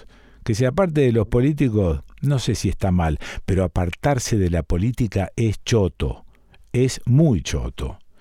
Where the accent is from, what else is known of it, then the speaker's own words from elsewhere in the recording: Rosario, Santa Fe, Argentina; yo soy rosarino y puedo hablar con soltura de los rosarinos. Somos tirando a pacatos, somos tirando a medio cagones. Hemos sido dependientes toda la vida de la ciudad de Buenos Aires gracias a su proximidad.